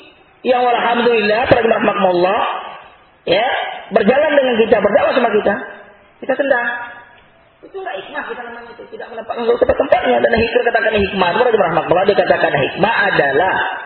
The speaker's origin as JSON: {"language": "Indonesian", "region": "West Sumatra", "country": "Indonesia", "said": "Ada pepatah orang saya, orang Minang."}